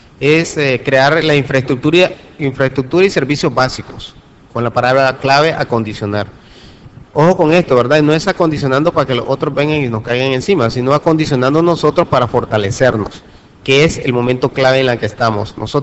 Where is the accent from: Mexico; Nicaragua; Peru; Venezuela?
Nicaragua; como buen Nica, somos muy dados a las consignas.